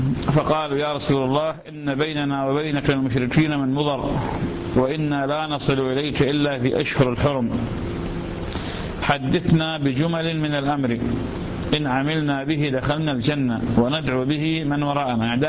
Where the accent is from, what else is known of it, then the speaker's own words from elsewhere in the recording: Iraq; سادة شكرين عندنا بالعراق